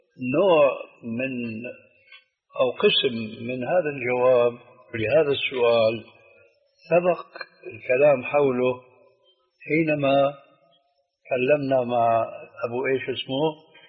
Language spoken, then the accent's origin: Arabic; Syria; عندنا بسوريا بيقولوا العين مغرفة الكلام